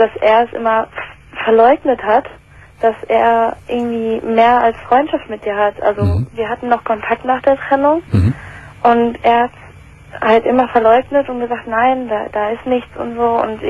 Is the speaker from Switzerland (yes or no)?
no; England, United Kingdom; also ich komme ursprünglich aus England